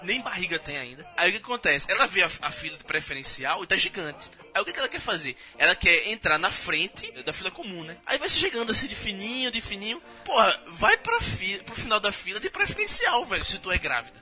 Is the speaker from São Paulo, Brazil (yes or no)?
no; Maceió, Alagoas, Brazil; now in Rio de Janeiro, Brazil; eu sou de Maceió, a minha conta é de Recife, eu moro aqui no Rio.